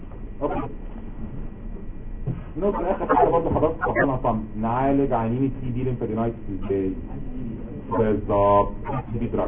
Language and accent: Arabic; Egypt; لو انت عارف عندنا في مصر احسن حاجه